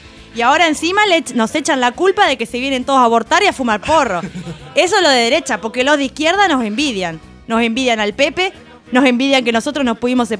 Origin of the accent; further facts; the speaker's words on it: Uruguay; somos pila uruguayos.